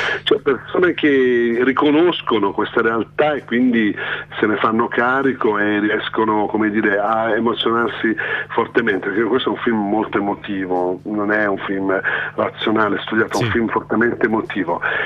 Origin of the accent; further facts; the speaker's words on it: Milan, Lombardy, Italy; Se sono un napoletano, ma nato, cresciuto e vivo ancora a Milano